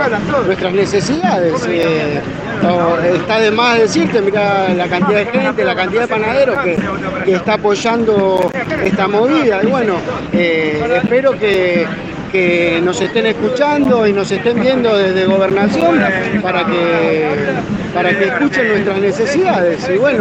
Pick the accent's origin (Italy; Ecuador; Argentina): Argentina; Almirante Brown, Buenos Aires Province; soy panadero de Almirante Brown.